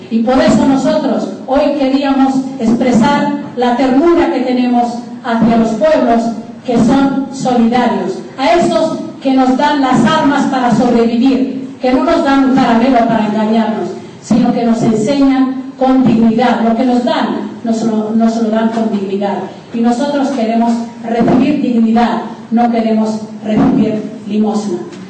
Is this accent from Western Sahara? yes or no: yes; Western Sahara; moved away; also born or lived in Algeria; nosotros somos una colonia española que nos abandonó España, nos abandonó y Marruecos ocupó parte de nuestro país. Tuvimos que huir al sur de Argelia